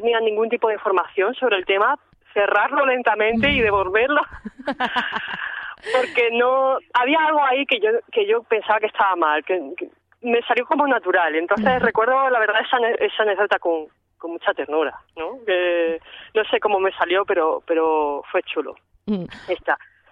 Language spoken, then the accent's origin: Spanish; Jaén, Andalusia, Spain; me fui a la biblioteca de Jaén, yo soy de una ciudad pequeña